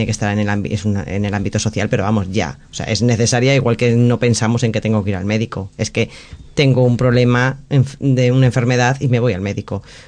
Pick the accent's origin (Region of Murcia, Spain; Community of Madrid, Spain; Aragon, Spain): Community of Madrid, Spain; Madrid; now in Alicante, Spain; Que soy madrileña, no... que soy madrileña y luego alicantina de adopción